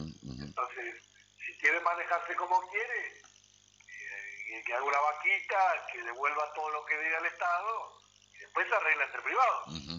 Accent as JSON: {"language": "Spanish", "region": "Entre Ríos", "country": "Argentina", "said": "Nosotros somos de Entre Ríos, conocemos, estamos a 500 kilómetros, 600 kilómetros de Buenos Aires, según el caso."}